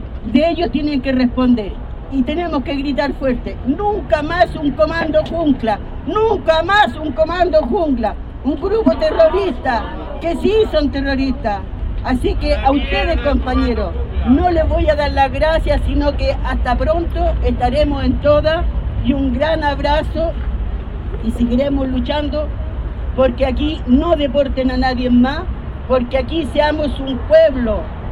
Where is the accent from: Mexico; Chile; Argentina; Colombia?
Chile; Y le hago un llamado a los chilenos, a mi pueblo, que no seamos unos malos desagradecidos.